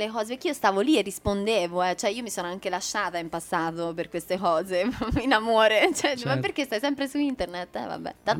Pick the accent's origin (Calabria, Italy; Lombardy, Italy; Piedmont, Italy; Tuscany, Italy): Tuscany, Italy; Florence; la mia città, Firenze, perché io sono fiorentina, oltre che per metà americana, ho questa cittadinanza così regalata